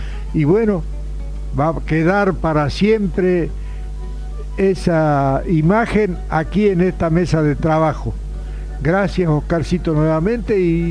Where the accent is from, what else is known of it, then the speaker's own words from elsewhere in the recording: Santiago del Estero, Argentina; Y como santiagueño lo digo con toda la voz